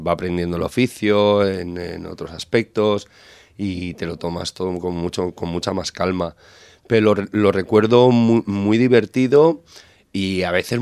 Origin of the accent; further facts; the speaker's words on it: Vilanova i la Geltrú, Catalonia, Spain; en emisoras de pueblo de allí de la comarca donde soy yo, de Vilanovela y Geltrú, en Cubellas.